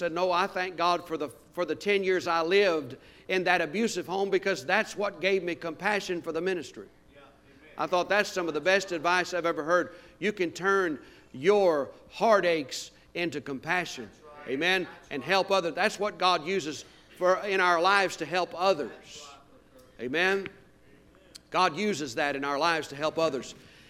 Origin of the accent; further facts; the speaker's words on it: Louisiana, United States; I was raised Catholic down in Louisiana